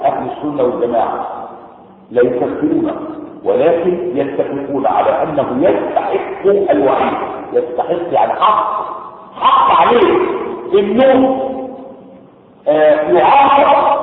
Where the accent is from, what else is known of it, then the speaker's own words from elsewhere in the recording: Egypt; زي ما العوام عندنا في مصر يقولون